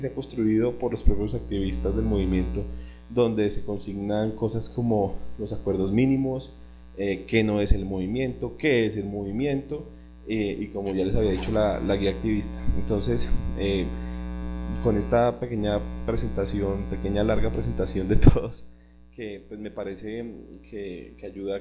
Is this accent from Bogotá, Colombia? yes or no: yes; Bogotá, Colombia; Soy de Bogotá, participo en varios equipos de trabajo, el de difusión, el equipo web